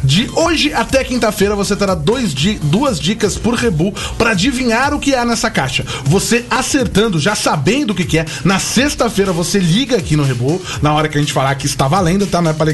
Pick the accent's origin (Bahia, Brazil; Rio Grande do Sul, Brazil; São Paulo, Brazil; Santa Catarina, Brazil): São Paulo, Brazil; Santo André; Eu sou de Santo André, cara.